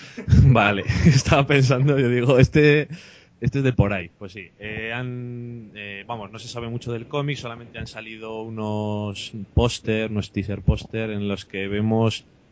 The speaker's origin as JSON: {"language": "Spanish", "town": "Burgos", "region": "Castile and León", "country": "Spain", "said": "O sea que yo que soy de Burgos diría"}